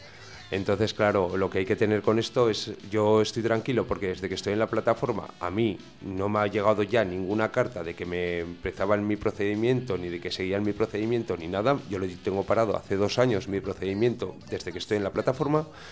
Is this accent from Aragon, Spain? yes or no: yes; Tauste, Aragon, Spain; No, yo soy de Tauste, perdona.